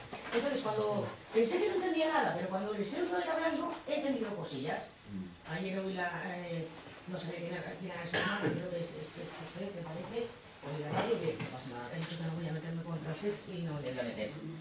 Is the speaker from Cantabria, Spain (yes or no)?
yes; Laredo, Cantabria, Spain; Quizás es la primera vez en mi pueblo que me siento querida